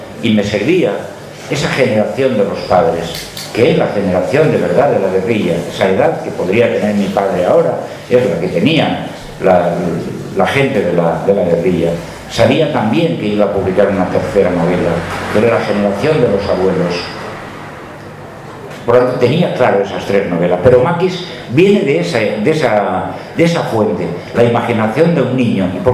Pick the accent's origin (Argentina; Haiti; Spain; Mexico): Spain; Gestalgar, Valencian Community; aunque mi tierra, concretamente mi pueblo, ese Gestalgar